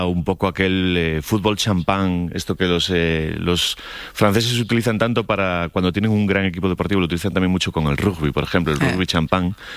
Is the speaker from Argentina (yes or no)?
no; Galicia, Spain; La baguette, que como gallego tengo que decir que es un pan infame, absolutamente.